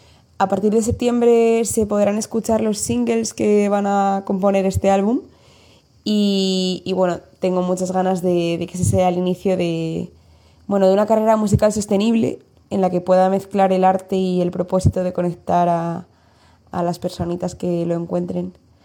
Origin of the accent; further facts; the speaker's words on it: Villalba, Community of Madrid, Spain; Vengo de Villalba, de Madrid.